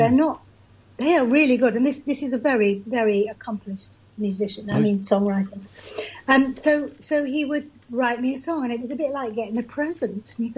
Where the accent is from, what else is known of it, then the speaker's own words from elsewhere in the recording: England, United Kingdom; Because he's American and I'm English.